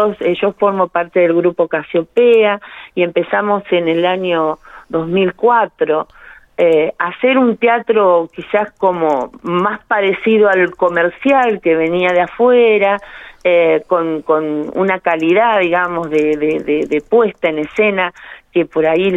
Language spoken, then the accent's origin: Spanish; La Pampa, Argentina; Nosotros somos todos de La Pampa